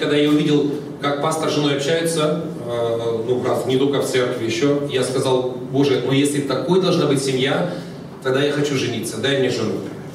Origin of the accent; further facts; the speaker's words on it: Siberia, Russia; Я вырос в Сибири, как у нас говорили, там народ пьет все, что горит